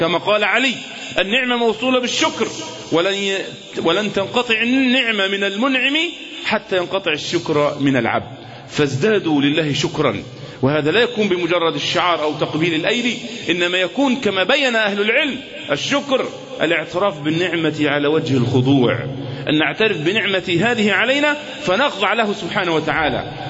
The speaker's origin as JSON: {"language": "Arabic", "country": "Egypt", "said": "كمصريين أمام اختبار صعب، اختبار حقيقي"}